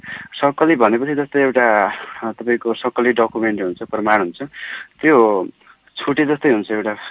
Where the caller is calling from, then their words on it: Darjeeling, West Bengal, India; म दार्जिलिङबाट